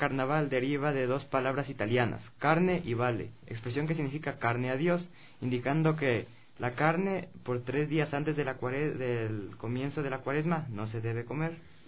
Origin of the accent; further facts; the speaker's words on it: Quito, Pichincha, Ecuador; now in Cuenca, Ecuador; Casi toda mi familia es de Cuenca, yo soy el único quiteño de aquí.